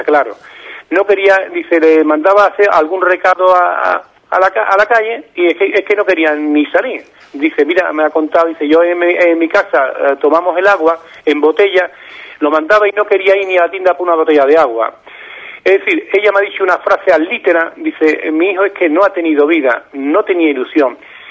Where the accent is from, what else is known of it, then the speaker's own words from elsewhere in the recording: Ubrique, Andalusia, Spain; voy a hacer una entrevista en mi pueblo, en Ubrique